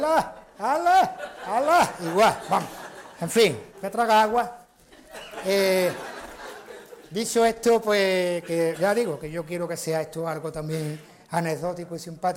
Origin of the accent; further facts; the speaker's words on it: Jerez de la Frontera, Andalusia, Spain; Entonces nosotros que somos de Jerez, yo soy de Jerez